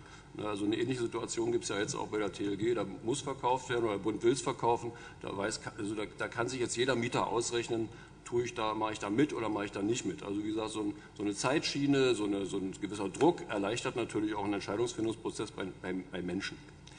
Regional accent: Bremen, Germany; Ich habe das mal versucht, als Bremer Hörsager aufzuschreiben.

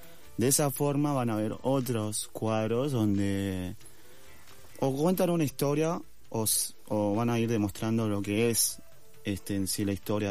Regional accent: Bolivia; mi mamá es de Bolivia, yo también soy de Bolivia, pero mi mamá es de un pueblo que se llama Tarabuco.

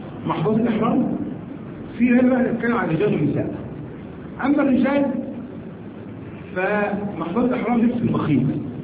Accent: Egypt; احنا عندنا في مصر هنا بنتكلم عن الحذاء

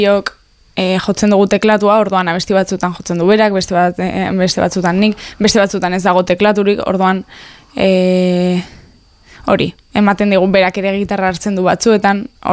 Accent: Pamplona, Navarre, Spain; Ametxeta biok Iruñekoa gara.

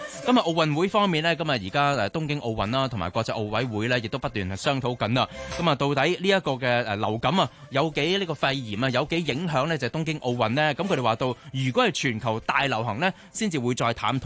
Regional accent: Hong Kong; 作为香港人嘅一份子

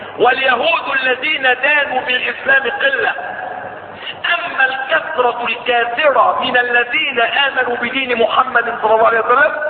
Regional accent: Egypt; إن إحنا كمصريين هنا

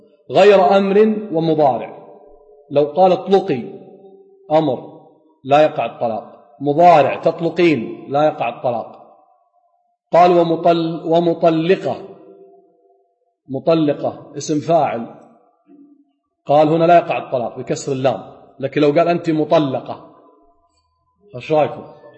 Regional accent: Kuwait; عندنا بالكويت يقول لها تجيك ورقتك

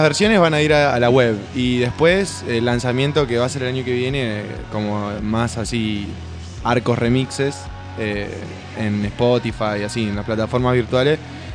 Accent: Santa Fe, Argentina; also born or lived in Rosario; O sea, nosotros somos de Santa Fe Capital.

